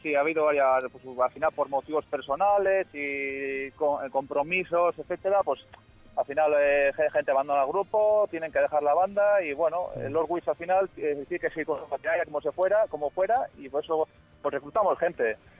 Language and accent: Spanish; Basque Country, Spain; somos del País Vasco, concretamente en Guipúzcoa, y nada, ya muchos sabéis ahora, pues cerca de la capital, que sería San Sebastián, pues nada, una horita estamos ahí.